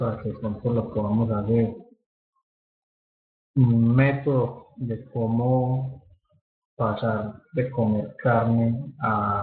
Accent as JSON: {"language": "Spanish", "country": "Colombia", "tie": "born or raised there", "moved": "as an adult", "lives_now": "Canada", "said": "yo nací en Colombia, estuve en Colombia hasta los 19 años. Yo desde el 2002 estoy viviendo en Canadá."}